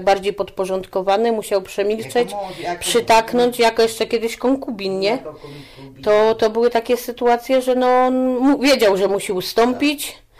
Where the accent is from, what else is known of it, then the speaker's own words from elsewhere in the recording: Wrocław, Lower Silesian Voivodeship, Poland; now in Skoczów, Poland; ja pochodzę z Wrocławia, mieszkam w Skoczowie, nie mam żadnej rodziny.